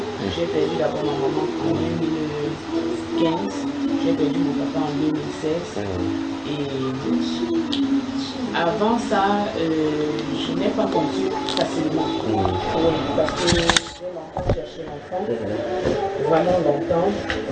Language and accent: French; Yaoundé, Centre, Cameroon; Et je suis arrivée à Yaoundé parce que je suis née et grandie à Yaoundé.